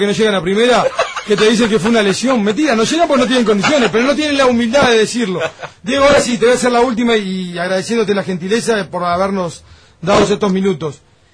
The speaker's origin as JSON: {"language": "Spanish", "country": "Uruguay", "said": "O que por primera vez yo me enamorara, como tantos uruguayos, claro, como tantos jóvenes, de la selección."}